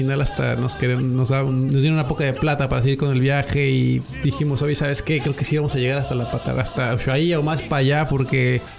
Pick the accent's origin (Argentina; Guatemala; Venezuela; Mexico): Mexico; moved away; also born or lived in Canada; venimos de Canadá, más bien. Allá estuvimos los últimos años, allá en Canadá. Fuimos a México a tratar de volver a hacer vida allí